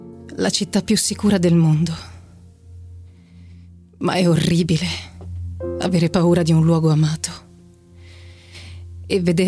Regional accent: Treviso, Veneto, Italy; now in Rome, Italy; ho 24 anni e vengo da Treviso, però abito a Roma da 3

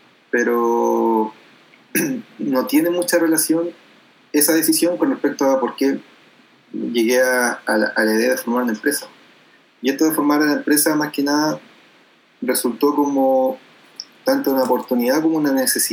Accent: Los Ángeles, Biobío, Chile; soy de Los Ángeles, nacido y criado en Los Ángeles.

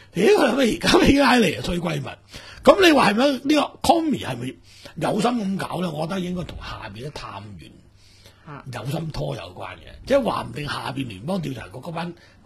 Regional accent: Hong Kong; 但系呢句话同我哋香港人嘅刁喇妈系差唔多嘅

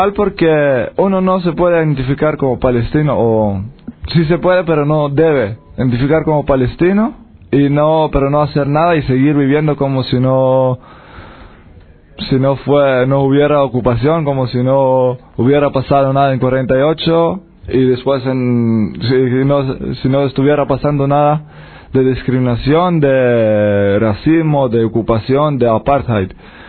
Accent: Israel; al final no solo que somos israelíes judíos, también somos judíos de origen europea

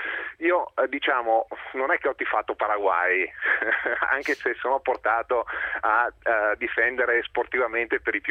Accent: Veneto, Italy; io sono del Veneto

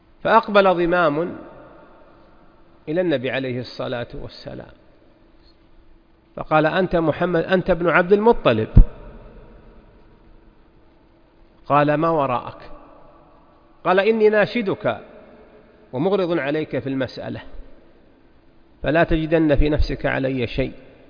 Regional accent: Najd, Saudi Arabia; هي الطريقة المشتهرة عندنا في نجد من قديم

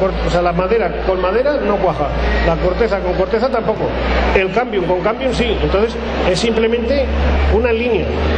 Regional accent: La Almunia de Doña Godina, Aragon, Spain; yo que soy de la Almunia, en pleno Valle del Jalón, estamos a 350 metros de altura

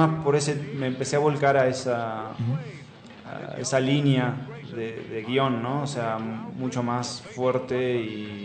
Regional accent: Bahía Blanca, Buenos Aires Province, Argentina; Yo soy de Bahía Blanca

